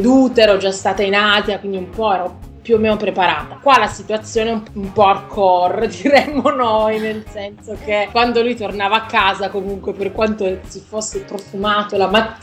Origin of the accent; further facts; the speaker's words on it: Milan, Lombardy, Italy; now in Mumbai, India; Io vengo da Milano, anche se sono pugliese di origine, mi trovo a Mumbai